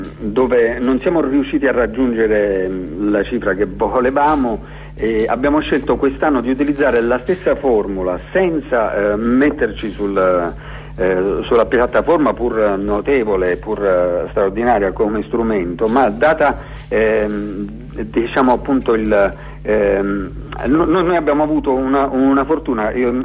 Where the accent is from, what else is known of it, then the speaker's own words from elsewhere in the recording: Abruzzo, Italy; accent: Abruzzese; io ho sempre avuto un rapporto idiosincratico con il mio dialetto, cioè il dialetto abruzzese